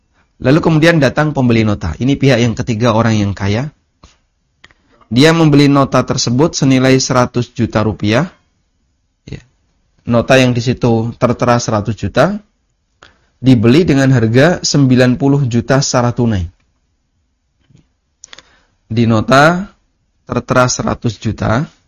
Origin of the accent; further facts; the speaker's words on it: Lamongan, East Java, Indonesia; kejadian ini real ada di kecamatan tempat asal saya. Di daerah Lamongan ya.